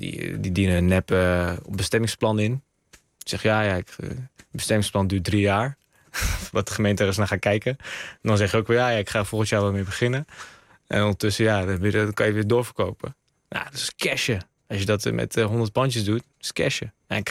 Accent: Roosendaal, North Brabant, Netherlands; Ik kom uit Roosendaal, hè?

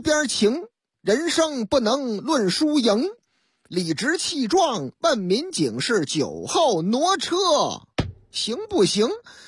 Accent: Shaanxi, China; 哎呀，我们陕西人就好这口啊，喝这个老凤酒

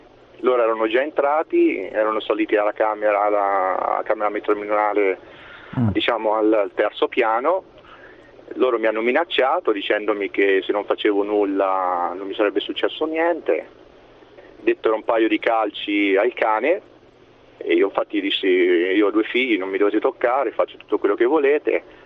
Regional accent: Perugia, Umbria, Italy; Io sono di Perugia e volevo portare la mia testimonianza.

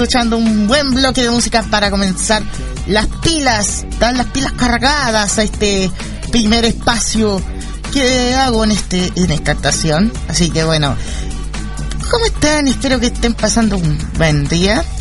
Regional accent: Tomé, Biobío, Chile; Me presento también, soy de Tomé, octava región de Chile, donde no se sintió casi ninguno de los terremotos que han pasado.

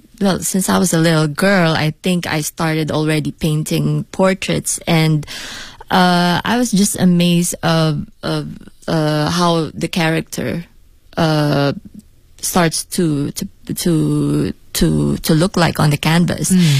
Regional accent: Philippines; now in Beijing, China; I'm an artist from the Philippines. And yes, I'm here in Beijing to promote my show. But actually, I've been living here for like 4 years now.

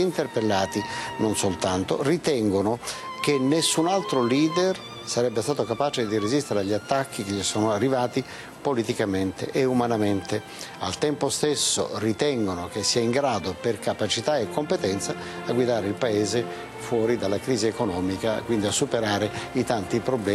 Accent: Sicily, Italy; Da siciliano voglio fare una considerazione

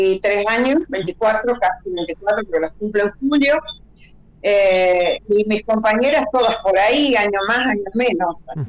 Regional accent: Gualeguaychú, Entre Ríos, Argentina; also born or lived in Buenos Aires; now in Paraná, Argentina; Yo soy entrerriana, nací en Gualeguaychú. Uh-huh. Estudié primaria y secundaria en Gualeguaychú, después terciaria, enfermería profesional en Santa Fe. Y en los 80, 79, mejor dicho, en diciembre del 79, me fui a Buenos Aires a hacer una suplencia y me quedé a vivir ahí.

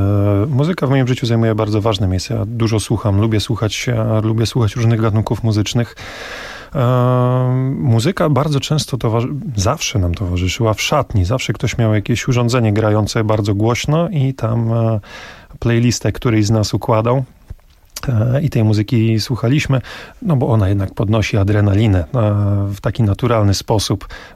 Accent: Olsztyn, Warmian-Masurian Voivodeship, Poland; Jestem z Olsztyna, pochodzę z Warmii.

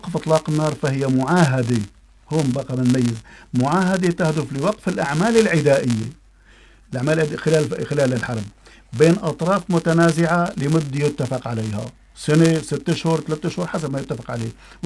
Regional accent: Syria; طبعا نحن عندنا بسوريا

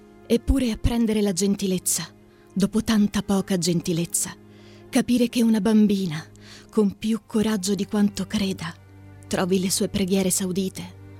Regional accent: Pescara, Abruzzo, Italy; now in Rome, Italy; Sono di Pescara ma vivo a Roma.

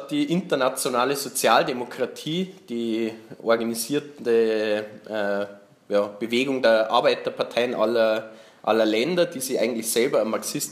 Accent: Germany; Also ich kann da nicht für mich reden. Ich bin aus Deutschland und deswegen lerne ich natürlich nichts über einen Streik in Österreich.

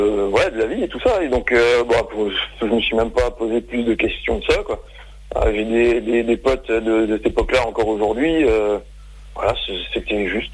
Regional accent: Colmar, Grand Est, France; je suis de Colmar, il y avait une émission de radio à Colmar

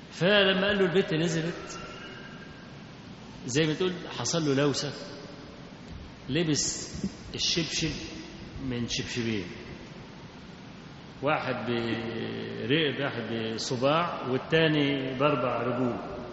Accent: Kafr El Sheikh, Kafr El Sheikh Governorate, Egypt; القطر اللي عندنا في كفر الشيخ يعني

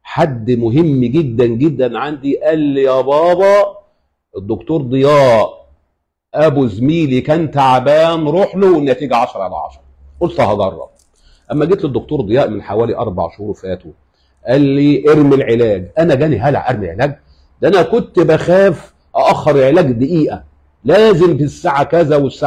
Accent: Qalyubia, Egypt; أنا من محافظة القليوبية

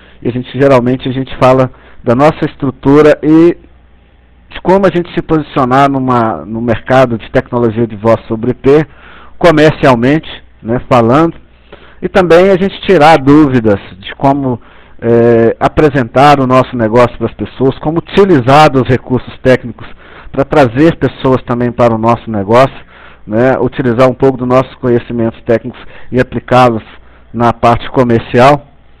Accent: Belo Horizonte, Minas Gerais, Brazil; sou aqui de Belo Horizonte.

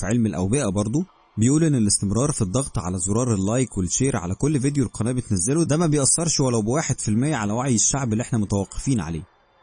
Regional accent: Cairo, Cairo Governorate, Egypt; now in Giza, Egypt; من القاهرة، عندي 23 سنة.

